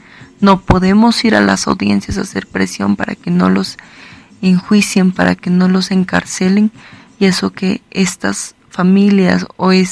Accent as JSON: {"language": "Spanish", "region": "La Paz", "country": "Bolivia", "said": "de La Paz, de Bolivia, del feminismo, soy parte de la organización Feminismo Comunitario Antipatriarcal."}